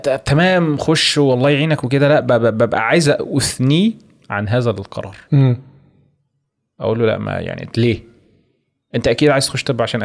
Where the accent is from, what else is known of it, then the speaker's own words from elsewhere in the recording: Egypt; انا بصراحة عندي مشكلة كبيرة جدا في المجال الطب عندنا في مصر عامة يعني